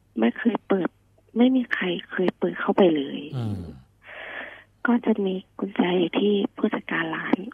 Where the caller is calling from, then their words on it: Nonthaburi, Thailand; นนทบุรีค่ะ